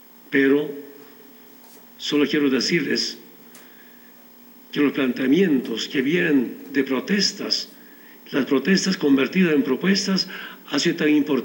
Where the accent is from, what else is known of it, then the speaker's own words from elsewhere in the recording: Orinoca, Oruro, Bolivia; born there; A mi pueblo, quien me vio nacer, autoridad original de Orinoca